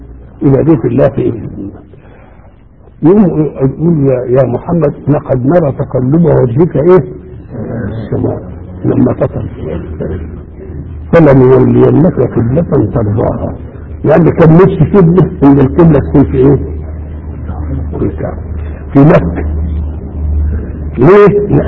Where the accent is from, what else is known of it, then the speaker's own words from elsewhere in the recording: Beheira, Egypt; يبقى لو قدرت عندنا في البحيرة بقى انت لا ترحم